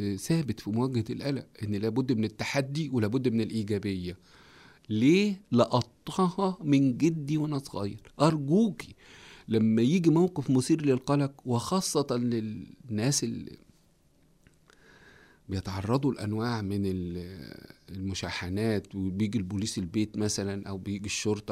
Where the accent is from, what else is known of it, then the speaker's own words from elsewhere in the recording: Egypt; قلت له ده احنا عندنا في مصر بتلم الجيران